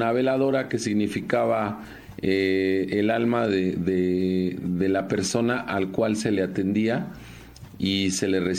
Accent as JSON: {"language": "Spanish", "country": "Mexico", "said": "en mi país, antes de la llegada de los españoles, había muchos ritos de sacrificios humanos para el dios Tlaloc"}